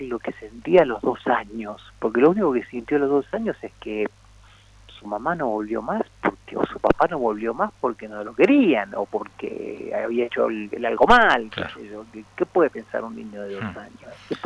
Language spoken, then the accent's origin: Spanish; Mendoza, Argentina; soy un autor mendocino, está claro